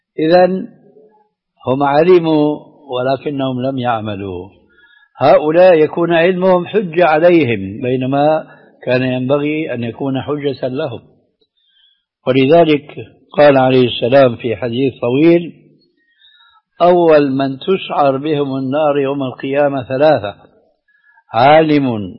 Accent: Levant, Syria; كما يقولون عندنا في الشام بدها زكتاف

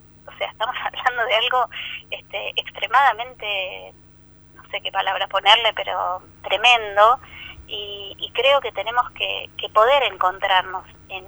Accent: Pigüé, Buenos Aires Province, Argentina; also born or lived in La Plata; yo estaba terminando el secundario en mi pueblo, que es Pigüé, provincia de Buenos Aires, y bueno, terminé el secundario, me fui a estudiar a La Plata

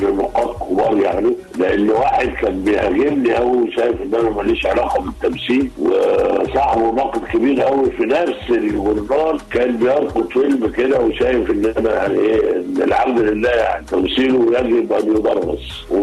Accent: Egypt; فعلا بقول لهم كمصري يعني الورق ورقنا

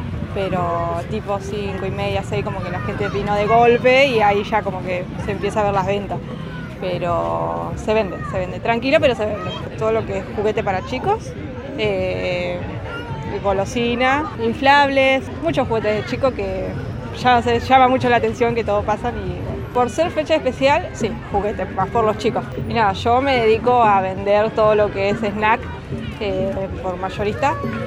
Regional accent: Cañuelas, Buenos Aires Province, Argentina; soy de acá de Cañuelas.

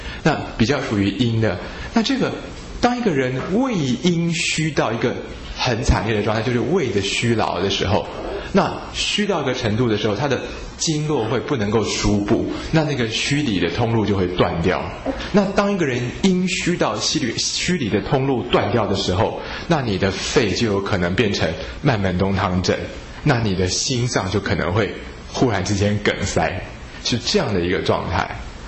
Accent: China; 我们中国人治病好奇怪啊，都是要固到脾胃之气

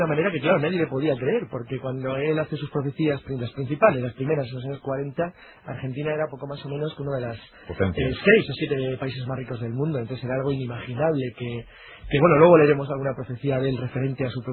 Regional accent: Cantabria, Spain; Tengo un 25% de etano, como Jesús. Pero vamos, básicamente soy cántabro.

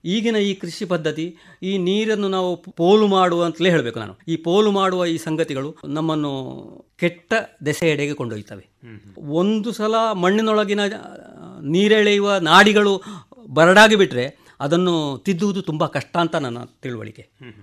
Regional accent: Padre, Kerala, India; ನಮ್ಮ ಪಡ್ರೆಯಲ್ಲಿ ನಮ್ಮ ಜೀವನಾಡಿಯಾ

